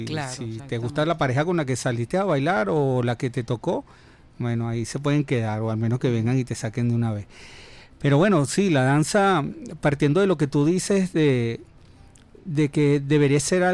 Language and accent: Spanish; Venezuela; Porque es que somos venezolanos